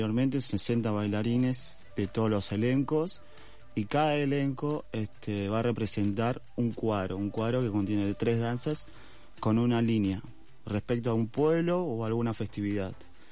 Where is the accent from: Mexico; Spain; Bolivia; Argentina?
Bolivia; mi mamá es de Bolivia, yo también soy de Bolivia, pero mi mamá es de un pueblo que se llama Tarabuco.